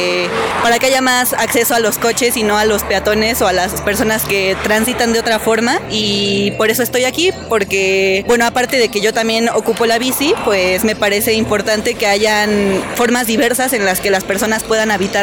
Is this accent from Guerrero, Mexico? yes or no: no; Xochimilco, Mexico City, Mexico; Vengo de Santa Inés, Xochimilco.